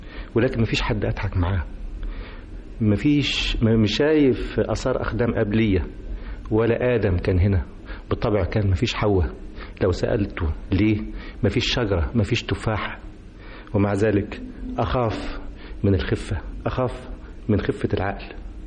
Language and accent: Arabic; Egypt; نيجي إحنا كمصريين نخلع من علينا مفاخرنا